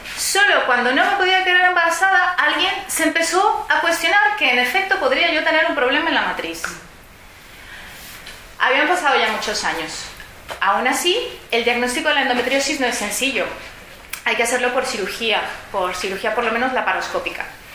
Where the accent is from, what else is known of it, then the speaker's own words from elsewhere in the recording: Mexico; yo soy mexicana y ahí existen las pastillas sin cólico